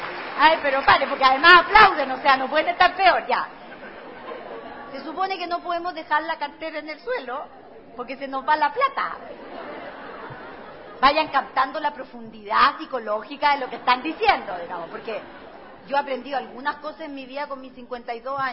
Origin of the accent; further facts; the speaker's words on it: Temuco, Araucanía, Chile; yo nací en Temuco, por lo tanto viví 15 años allá, yo crecí con esta frase.